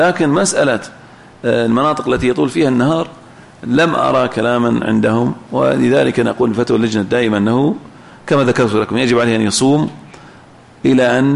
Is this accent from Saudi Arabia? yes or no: yes; Saudi Arabia; فيجوز العمل برأي الإمام كما هو موجود عندنا في السعودية